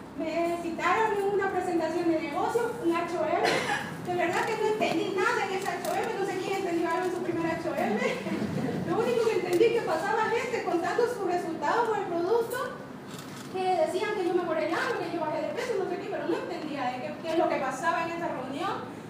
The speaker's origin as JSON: {"language": "Spanish", "country": "Bolivia", "said": "Soy de Bolivia, el país quizá más pobre de Sudamérica, donde prácticamente el 80% de su población es indígena."}